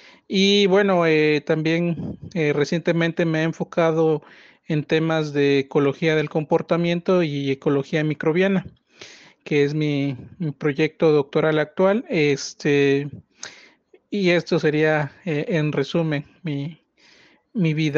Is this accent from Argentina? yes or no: no; Matías Romero, Oaxaca, Mexico; tengo 37 años, soy originario del Istmo de Tehuantepec, particularmente de Matías Romero.